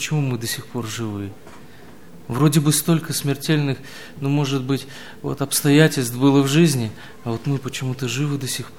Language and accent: Russian; Dushanbe, Tajikistan; also born or lived in Samarkand, Uzbekistan / Naberezhnye Chelny, Russia; now in Russia; Родился я в Самарканде, это Узбекистан. Через несколько месяцев меня перевезли в Таджикистан, это город Душанбе. Прожил я там несколько лет, меня опять увезли уже в набережные Челны.